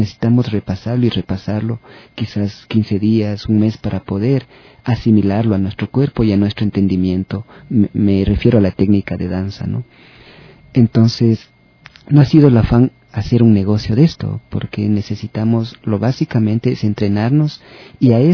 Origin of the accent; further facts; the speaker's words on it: Quito, Pichincha, Ecuador; las memorias que como personas, como quiteño, he ido acumulando durante la infancia, la adolescencia y esta madurez.